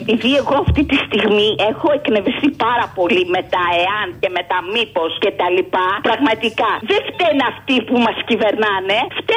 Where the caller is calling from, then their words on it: Glyfada, Attica, Greece; από Γλυφάδα.